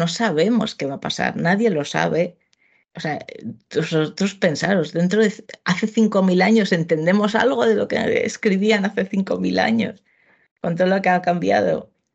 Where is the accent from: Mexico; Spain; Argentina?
Spain; Community of Madrid; lo ponían muy cerca de mi pueblo, que está en el suroeste de Madrid